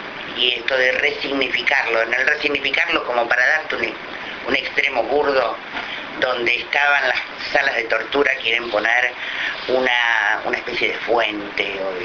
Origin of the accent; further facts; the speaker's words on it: Neuquén, Argentina; Yo soy de Neuquén